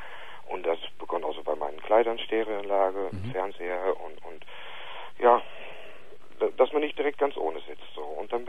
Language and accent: German; Germany; now in Netherlands; Ich bin Deutscher.